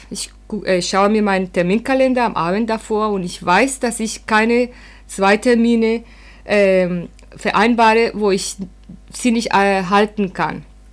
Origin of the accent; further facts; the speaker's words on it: Colombia; German is a second language; ich komme aus Kolumbien